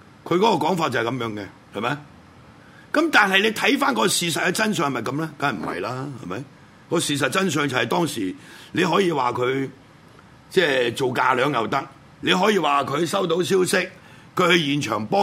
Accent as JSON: {"language": "Cantonese", "country": "Hong Kong", "said": "我哋香港人有良知嘅"}